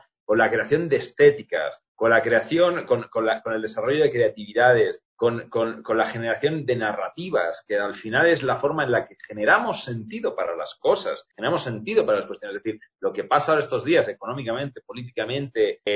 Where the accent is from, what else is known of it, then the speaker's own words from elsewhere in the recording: Barcelona, Catalonia, Spain; also born or lived in Cuenca, Ecuador; Yo nací en Cuenca, mi padre es cuencano, pero yo me crié en Barcelona. Mi mamá es española.